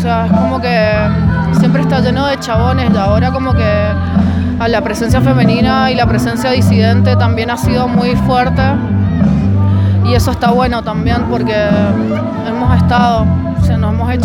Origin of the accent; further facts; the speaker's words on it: Guaymallén, Mendoza, Argentina; soy de Mendoza, soy de Guaymallén.